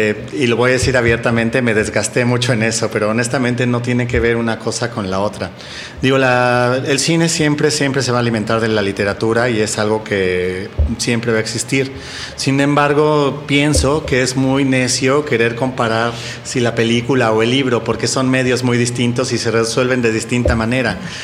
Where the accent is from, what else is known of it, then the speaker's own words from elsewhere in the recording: Coyoacán, Mexico City, Mexico; Yo mi infancia la crecí en Coyoacán.